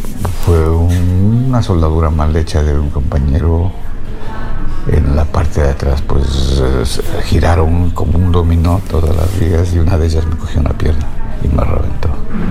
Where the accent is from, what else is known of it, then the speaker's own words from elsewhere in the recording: Quito, Pichincha, Ecuador; also born or lived in Patate; now in Valencia, Spain; Soy de Quito. Yeah. Bueno, he crecido en Quito, porque yo soy nacido en la provincia de Tungurahua, en Patate. Pero pequeño me llevaron mis padres a Quito y he crecido yo ahí.